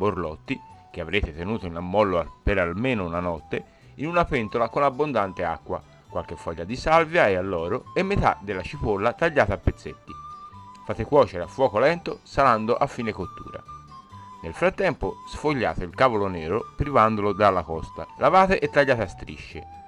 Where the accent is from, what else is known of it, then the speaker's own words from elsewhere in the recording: Tuscany, Italy; E da buon toscano vince la seconda.